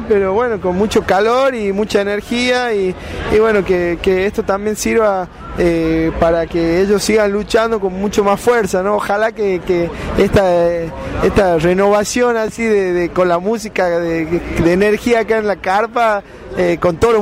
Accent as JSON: {"language": "Spanish", "region": "Jujuy", "country": "Argentina", "accent": "Puna", "said": "y no tengo los rasgos indígenas, por eso no he sufrido eso también, ¿no? Pero sí por ahí con mi forma de hablar, ¿no? Con mis tiempos más en ritmo Puna"}